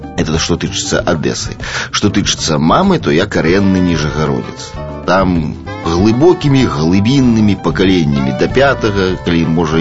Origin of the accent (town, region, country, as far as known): East Kazakhstan Region, Kazakhstan; born or raised there; moved away; also born or lived in Rybinsk, Russia / Velikiye Luki, Russia / Zlatoust, Russia